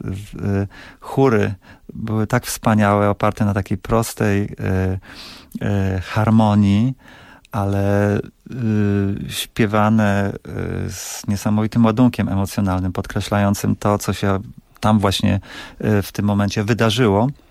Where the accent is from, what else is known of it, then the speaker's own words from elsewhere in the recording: Pińczów, Świętokrzyskie Voivodeship, Poland; bo ja pochodzę z Pińczowa